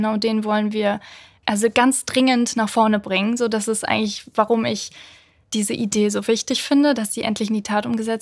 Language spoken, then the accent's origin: German; Solingen, North Rhine-Westphalia, Germany; Und zwar war das bei einem Automobilzulieferer in Solingen, in meiner Heimatstadt.